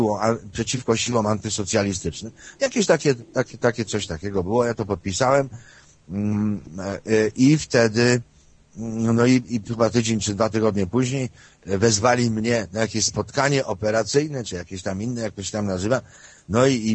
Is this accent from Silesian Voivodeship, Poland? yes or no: no; Lesser Poland, Poland; born there; urodziłem się na granicy z Zakopanem